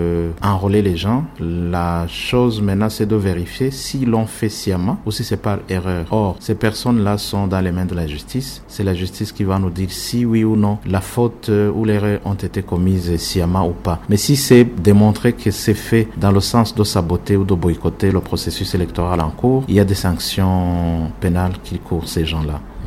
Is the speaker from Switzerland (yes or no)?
no; Makamba, Burundi; moi je suis de Makamba, je travaille à Bujumbura